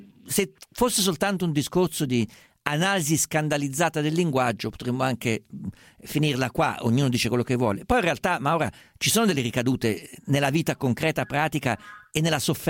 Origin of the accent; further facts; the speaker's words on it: central Italy, Italy; non sono certo uno che ci va liscio, essendo umbro toscano